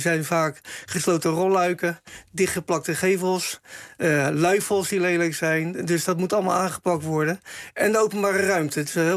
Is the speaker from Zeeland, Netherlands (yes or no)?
no; Rotterdam, South Holland, Netherlands; om daar je tanden in te zetten als Rotterdammer, om een stuk van je eigen stad te verbeteren.